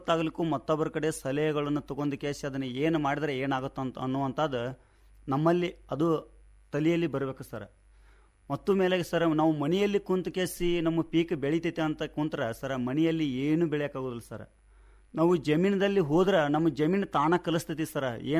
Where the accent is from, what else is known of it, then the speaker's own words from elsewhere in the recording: Honnala, Karnataka, India; Honnali sir. ನಾವು ಇರೋದು ಮೂಲತಃ ಇಲ್ಲಿ ಚಿಕ್ಕಸಮ್ಮ ಹತ್ರ ಇರ್ತೀವಿ ಸರ್. ನಮ್ಮ ಜಮೀನು ಅಲ್ಲೇ ಐತಿ.